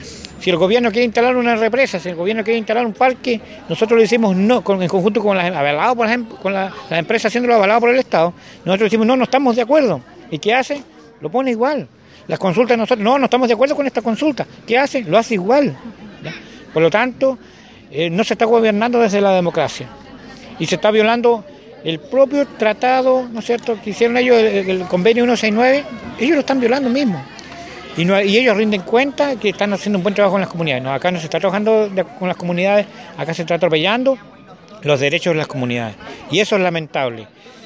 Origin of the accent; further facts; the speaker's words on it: Quellón, Los Lagos, Chile; Yo vengo de Chiloé, de la comuna de Quellón, de Huequetrumao, y soy lonco del Consejo de Comunidades Huilliche de Chiloé.